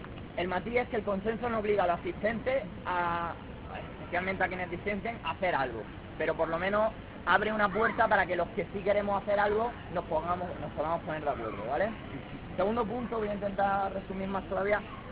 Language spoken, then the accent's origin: Spanish; Almería, Andalusia, Spain; de Almería.